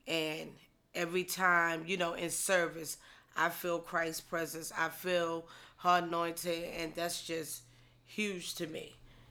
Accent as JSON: {"language": "English", "region": "North Carolina", "country": "United States", "said": "Like I said, I'm from North Carolina."}